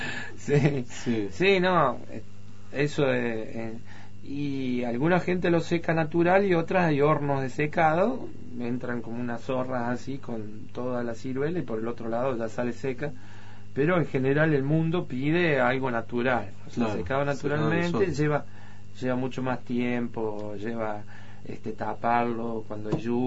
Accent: Córdoba, Argentina; yo, si bien yo soy cordobés, hace 10 años que estoy ahí, me siento ya un alvearense

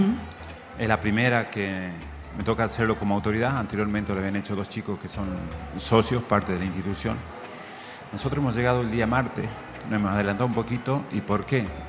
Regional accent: Amaicha del Valle, Tucumán, Argentina; En mi pueblo, en Amaicha del Valle, estamos hablando de una localidad de 5.000 personas, donde escasea mucho el agua, escasean mucho las oportunidades.

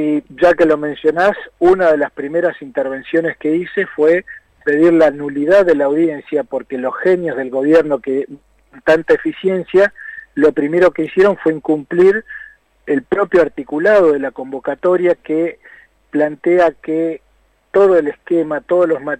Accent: Neuquén, Argentina; Yo soy neuquino, vivo en Neuquén, vivo en Vaca Muerta.

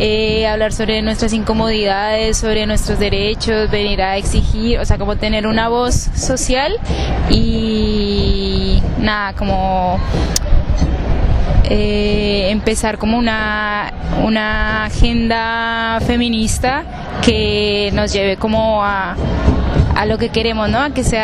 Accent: Colombia; now in Buenos Aires, Argentina; soy de Colombia, vivo en Capital.

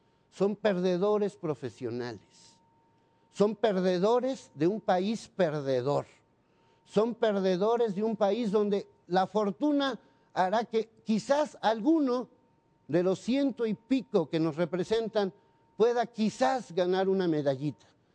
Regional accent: Mexico; Pero soy mexicano y estoy verdaderamente indignado

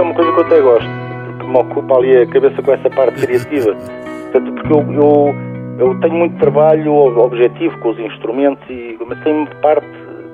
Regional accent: Lisbon, Portugal; porque eu sou de Lisboa.

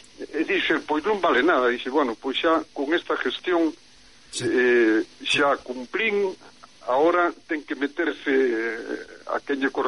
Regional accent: Pontevedra, Galicia, Spain; now in Vigo, Spain; eu son pontevedrés, aínda que vivo fai moitos anos en Vigo

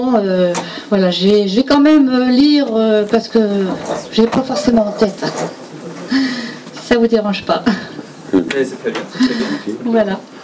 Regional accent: Boulogne-sur-Mer, Hauts-de-France, France; Je viens de Boulogne-sur-Mer.

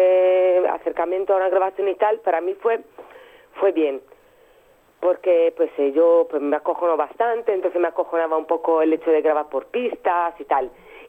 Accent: Sardinia, Italy; Spanish is a second language; la primera vez que salimos fuimos a Cerdeña, que es mi isla.

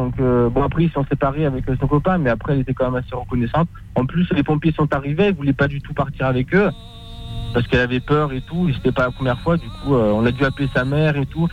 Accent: Dieppe, Normandy, France; born there; je suis né à Dieppe, c'est au-dessus, quoi.

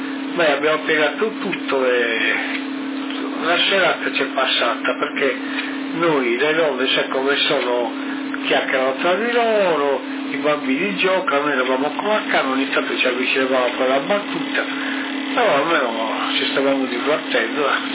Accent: Sardinia, Italy; guarda che siamo sardi, noi non siamo continentali. Anche noi apparteniamo alle provincia di Sassari, Alghero

